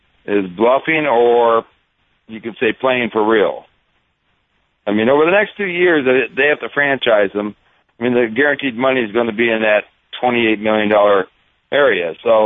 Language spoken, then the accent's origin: English; Los Angeles, California, United States; I grew up in Los Angeles in t-shirt, jeans, flip-flops